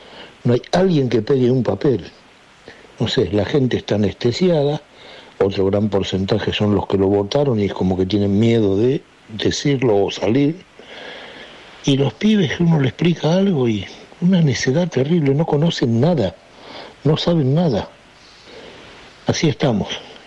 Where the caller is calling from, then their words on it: Buenos Aires, Argentina; de Saavedra. Mire, usted a veces lo dice, yo soy nacido en 1950.